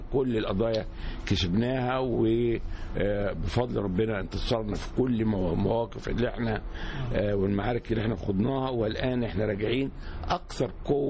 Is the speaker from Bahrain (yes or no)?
no; Egypt; قلت ليه إحنا كمصريين ما يبقاش عندنا مستعدين المصانع